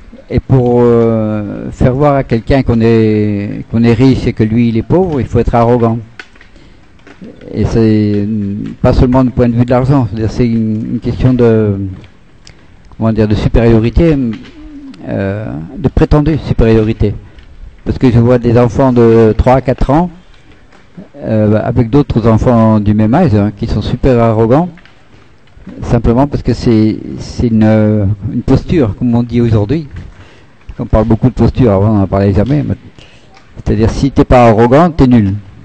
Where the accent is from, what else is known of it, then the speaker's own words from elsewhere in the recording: France; Ah oui, alors, moi naturellement, comme je suis français